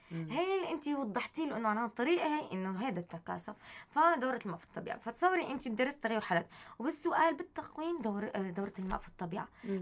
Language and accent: Arabic; Tartus, Tartus Governorate, Syria; موجود في عندنا بطرطوس حديقة حيوان؟ بدنا نلجأ انه في ضيعة